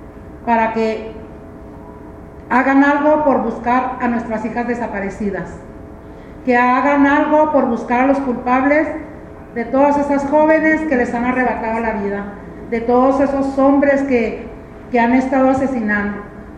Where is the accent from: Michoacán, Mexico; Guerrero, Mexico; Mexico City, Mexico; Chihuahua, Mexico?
Chihuahua, Mexico; Ciudad Juárez; Venimos de Ciudad Juárez.